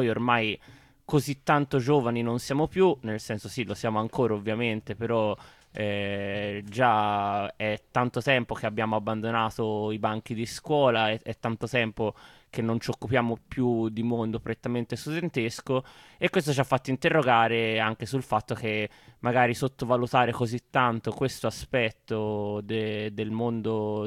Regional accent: Prato, Tuscany, Italy; per dire sono cresciuto a Prato

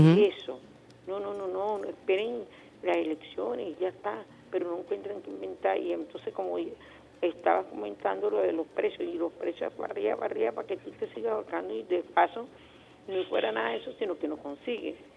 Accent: Venezuela; como venezolanos tenemos que hacer que esto funcione

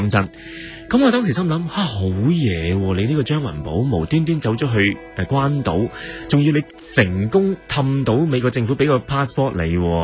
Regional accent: Hong Kong; 北京人同我哋香港人系有好唔同嘅地方

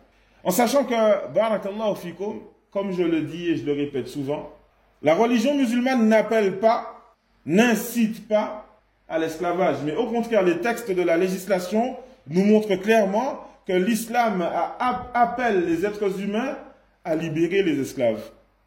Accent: Martinique; Exemple, chez nous en Martinique, certains historiens ils disent

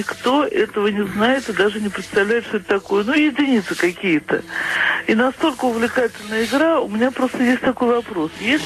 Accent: Baku, Azerbaijan; Я выросла в Азербайджане, в Баку.

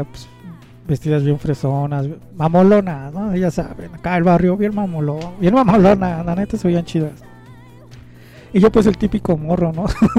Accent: Culhuacán, Mexico City, Mexico; es hablar parte de mi adolescencia aquí en Culhuacán.

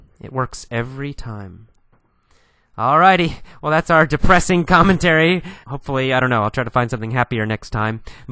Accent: United States; It's a little depressing, to be honest, being an American sometimes, when you realize how this happens.

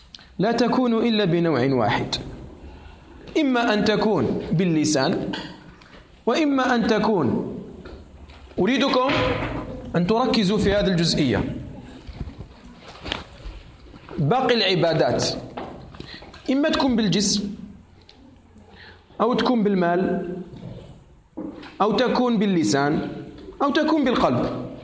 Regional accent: Algeria; أعرف شيخا محدثا من هنا من بلدنا الجزائر

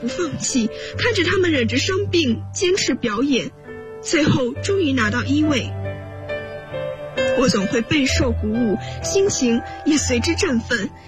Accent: Qingdao, Shandong, China; 来自山东青岛，我在南京大学，距离我的家乡571公里。

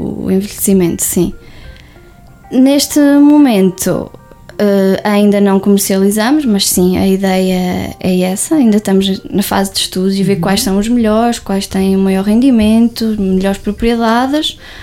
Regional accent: Lagares da Beira, Coimbra, Portugal; não achava que seria possível eu voltar a Lagares da Beira logo após terminar o curso. Pensei que ia parar a outra cidade, não voltar à minha terra natal.

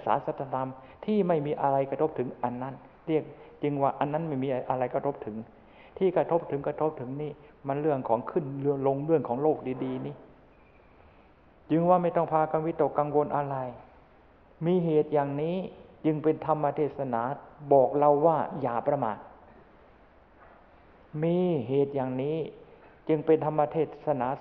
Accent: Chanthaburi, Thailand; ในฐานะเราเป็นชาวจันทบุรีก็ยังอดที่จะภูมิใจนิดๆไม่ได้อยู่

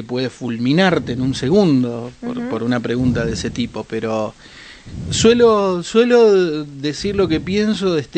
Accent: Rosario, Santa Fe, Argentina; also born or lived in Patagonia; me defino como rosarino de la Patagonia.

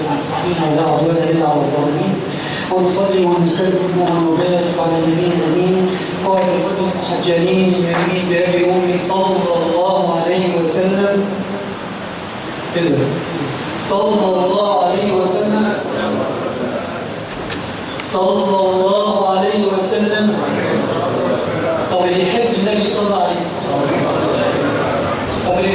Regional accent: Egypt; ما بقتش موجودة بالذات فينا كمصريين

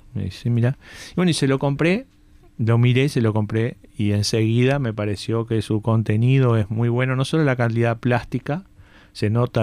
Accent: Uruguay; Yo, capaz que yo no soy uruguayo, pero no me gusta el mate

